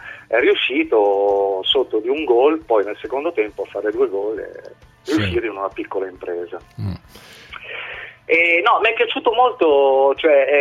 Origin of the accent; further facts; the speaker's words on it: Milan, Lombardy, Italy; now in Trapani, Italy; sono di Milano, però lavoro a Trapani